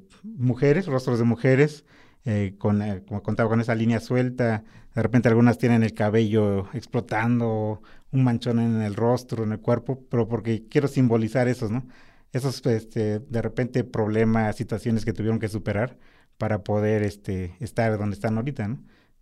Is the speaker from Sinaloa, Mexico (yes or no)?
no; Oaxaca, Mexico; porque pues yo soy de Oaxaca, ¿no?